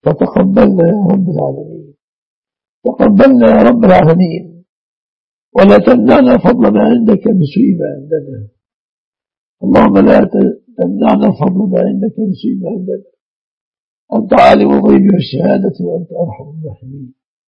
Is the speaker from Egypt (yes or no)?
yes; Egypt; احفظ بلادنا مصر بلاد المسلمين آمنة مطمئنة من كل مكروه وسوء